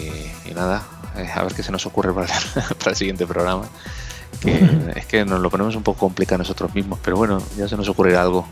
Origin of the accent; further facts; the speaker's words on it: Spain; que somos todos los españoles que estamos ahí votando